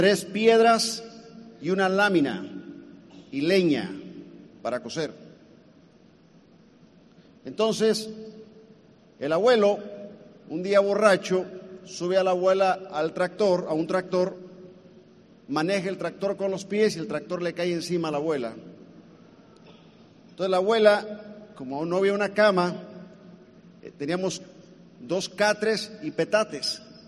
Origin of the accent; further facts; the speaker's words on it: Colima, Mexico; Yo soy mexicano, de Colima.